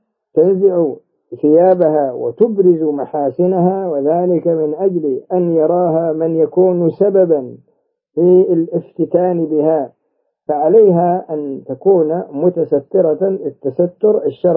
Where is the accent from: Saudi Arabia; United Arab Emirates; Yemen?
Saudi Arabia; كما هو موجود عندنا في المملكة العربية السعودية